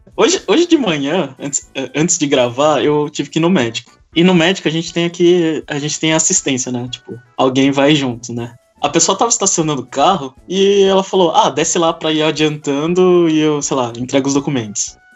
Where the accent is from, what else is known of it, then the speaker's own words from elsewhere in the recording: Brazil; sim, eu sou de terceiro mundo, eu sou do Brasil